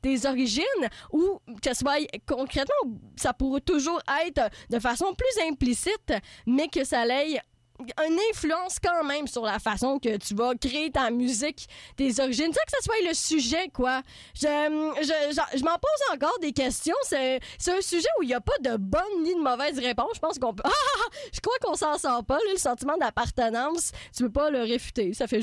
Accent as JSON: {"language": "French", "town": "Trois-Rivières", "region": "Quebec", "country": "Canada", "lives_now": "Montreal, Canada", "said": "je viens de Trois-Rivières, j'y retourne plus ou moins souvent. Je sais pas comment je peux me considérer trifluvienne ou montréalaise, puisque j'y habite depuis assez longtemps"}